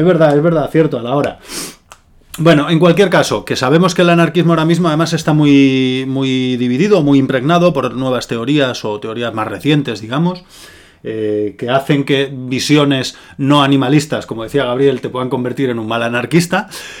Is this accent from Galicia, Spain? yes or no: yes; Galicia, Spain; yo comparto también como gallego esa experiencia